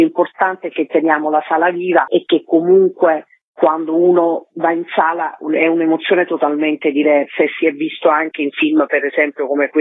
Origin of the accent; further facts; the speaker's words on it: Naples, Campania, Italy; particolarmente perché sono napoletana e quindi mi sono anche molto divertita